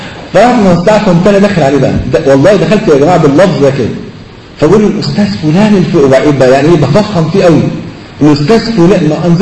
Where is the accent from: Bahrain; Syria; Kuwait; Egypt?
Egypt; فلقيت مطرب من اشهر المطربين عندنا في مصر